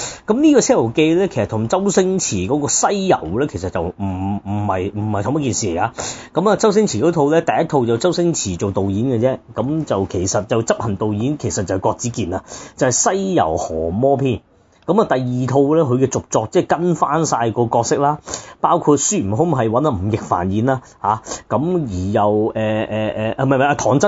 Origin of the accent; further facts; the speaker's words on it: Hong Kong; 咁反而真係我哋香港人啦